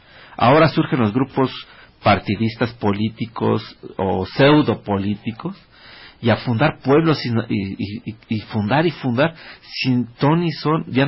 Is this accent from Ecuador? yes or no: no; Mexico; porque somos mexicanos y necesitamos ver nuestra cultura como mexicanos